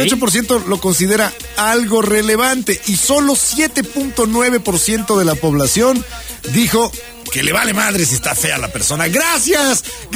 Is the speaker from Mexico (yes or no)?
yes; Mexico; Así de profundo somos los mexicanos